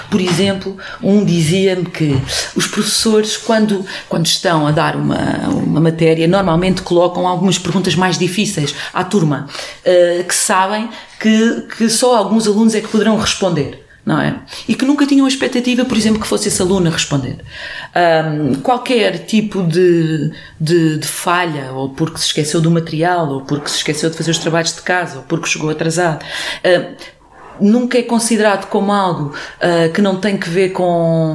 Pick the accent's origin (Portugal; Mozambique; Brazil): Portugal; born there; Bem, eu nasci em Portugal